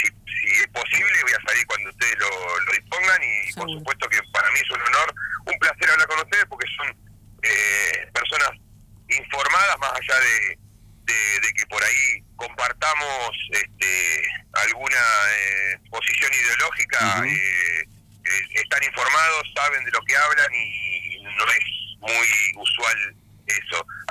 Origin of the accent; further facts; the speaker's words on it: Río Negro, Argentina; born there; la elección de Río Negro fue, mi provincia natal, excepcional